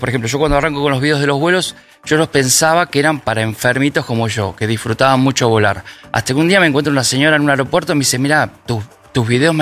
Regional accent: Buenos Aires, Argentina; En Caballito, en Parque Chacabuco, todo eso.

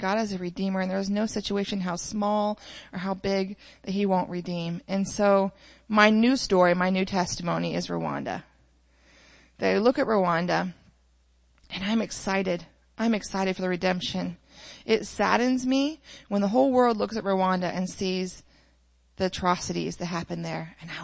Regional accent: Greenville, Ohio, United States; You know, I was raised in Greenville, Ohio, a little farm town.

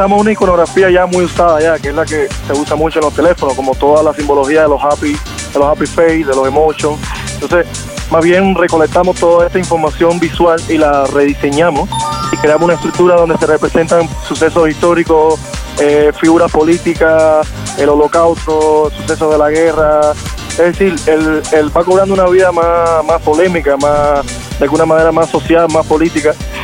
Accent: Cuba; Bueno, yo soy cubano

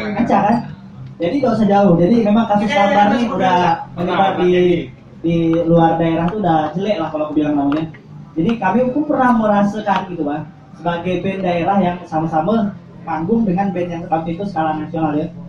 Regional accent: Pontianak, West Kalimantan, Indonesia; Apa di kami ini kan orang Pontianak gak malu dah.

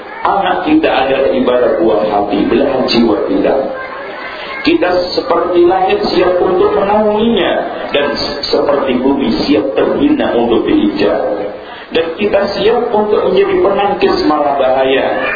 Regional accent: East Java, Indonesia; Oh, sama Bu, saya juga Jawa Timur.

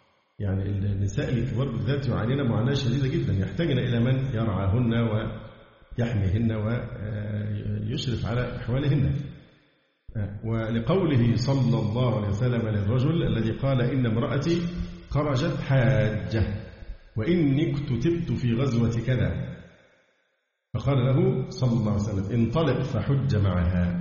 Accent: Egypt; فحتى الآن حالات عندنا في مصر والله الحمد قليلة جدا.

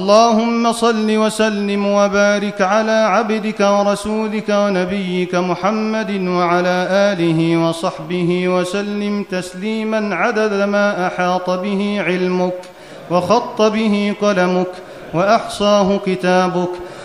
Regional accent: Egypt; واحفظ بلدنا مصر من كل مكروه وسوء.

